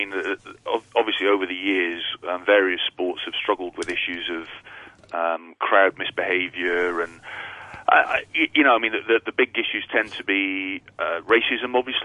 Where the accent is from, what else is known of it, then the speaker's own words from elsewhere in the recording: Scotland, United Kingdom; Well, I'm from